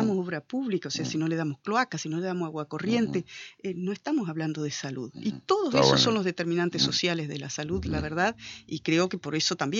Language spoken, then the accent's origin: Spanish; Concordia, Entre Ríos, Argentina; después siempre viví en Concordia. Nací en Concordia, fui al colegio en Concordia, y después volví a ejercer mi profesión a Concordia.